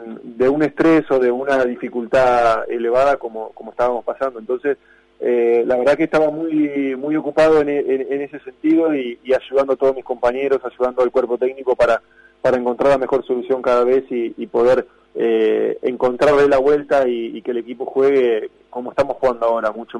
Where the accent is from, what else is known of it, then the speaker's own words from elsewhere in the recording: Argentina; nos gusta verlo y somos argentinos, es realmente admirable